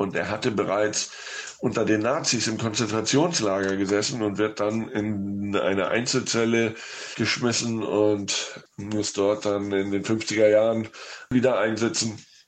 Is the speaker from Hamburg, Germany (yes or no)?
yes; Hamburg, Germany; now in Spain; In Deutschland hatte er Premiere in meiner Heimatstadt in Hamburg